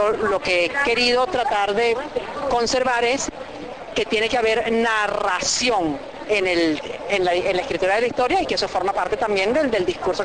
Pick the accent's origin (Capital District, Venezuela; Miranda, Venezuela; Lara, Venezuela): Capital District, Venezuela; Caracas; Entonces yo me siento eso, la caraqueña 1 millón, ¿no?